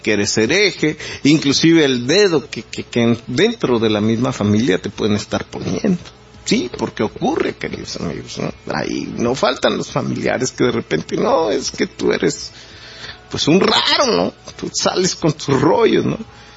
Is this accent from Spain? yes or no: no; Mexico; nos mantenga unidos como mexicanos si no llegáramos a tener un país